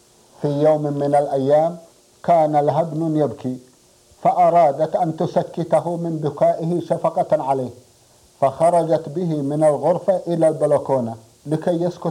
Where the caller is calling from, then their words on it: Medina, Medina Province, Saudi Arabia; من المدينة المنورة